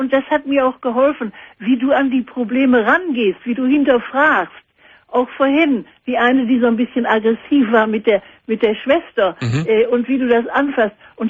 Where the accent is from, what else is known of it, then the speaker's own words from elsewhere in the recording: Essen, North Rhine-Westphalia, Germany; now in Bremen, Germany; Ich bin nämlich in Essen groß geworden. Ich bin erst nach Bremen gekommen in 1960.